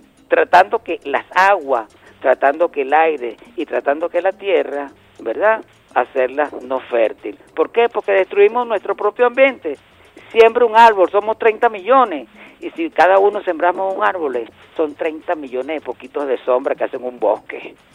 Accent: Venezuela; Es el camino para tolerarnos entre todos y darnos un abrazo como venezolanos.

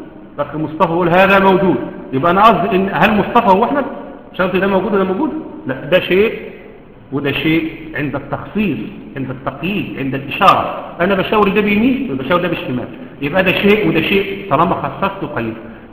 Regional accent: Egypt; حتى احنا عندنا كمصريين

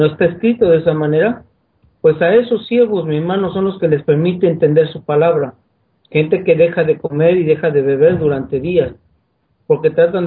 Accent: Mexico; Yo ahorita estoy en Paraguay, pero yo soy de México.

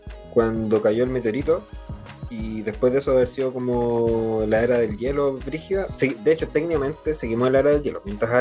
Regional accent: Santiago, Santiago Metropolitan Region, Chile; also born or lived in Coquimbo; viajaba harto de Coquimbo, de donde soy originario, a Santiago, o sea, donde me crié porque nací en Santiago

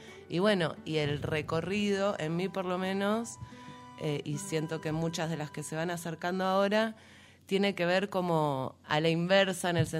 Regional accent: Buenos Aires, Argentina; yo soy de Buenos Aires originalmente, vivo acá en el Valle hace unos 7 años, uh-huh, más o menos.

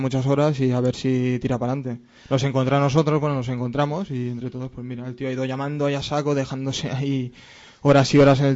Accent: La Selva del Camp, Catalonia, Spain; De la Selva del Camp.

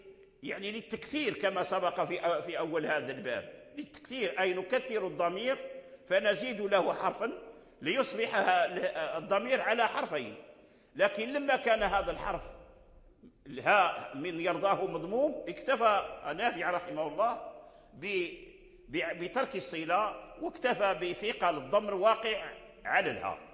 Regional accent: Morocco; الذي عليه العمل المقدم في الأداء عندنا في المغرب هو الصلة

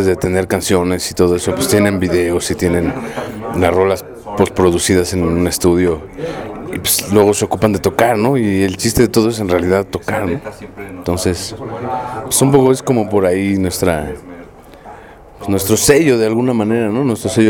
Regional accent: Mexico; como los mexicanos no hay nadie, no porque seamos muy chidos o menos chidos

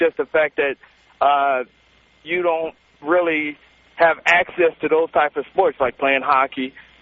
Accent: Buffalo, New York, United States; I was born in, I was raised in Buffalo, New York, and I played a little hockey when I was there.

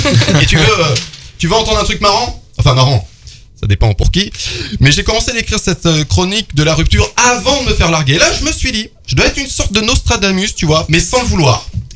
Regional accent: Auvergne-Rhône-Alpes, France; Je suis auvergnat.

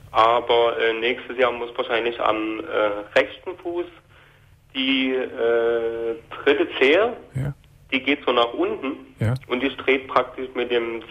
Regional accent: Dresden, Saxony, Germany; also ich komme aus Dresden.

